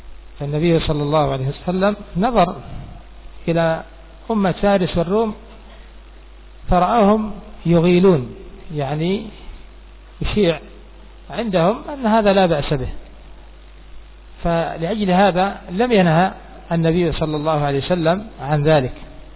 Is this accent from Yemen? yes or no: yes; Yemen; عندنا في اليمن